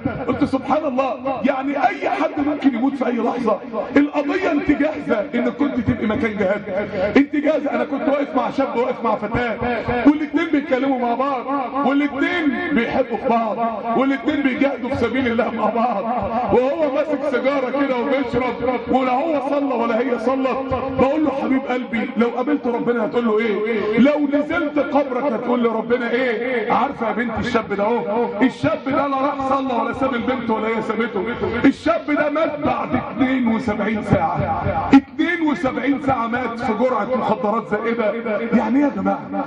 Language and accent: Arabic; Mansoura, Dakahlia, Egypt; وهي بتموت ودوها مستشفى الطوارئ عندنا في المنصورة